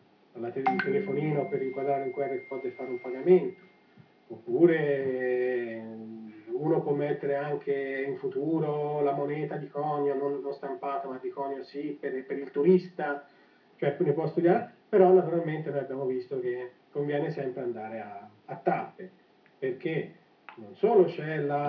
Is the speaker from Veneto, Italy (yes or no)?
no; Montecarlo, Tuscany, Italy; qui ad Alto Pascio, io sono di Monte Carlo